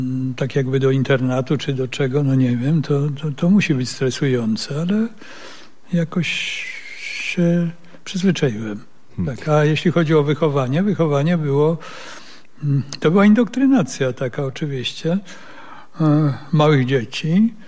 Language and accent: Polish; Russia; now in Warsaw, Poland; że dowiedziałem się, że jestem Rosjaninem